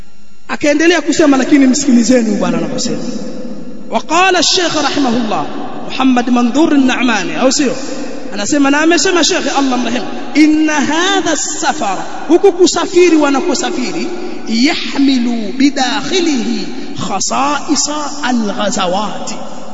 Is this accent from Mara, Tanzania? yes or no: no; Pangani, Tanga Region, Tanzania; wanaziasisi sasa hivi kule kwetu Pangani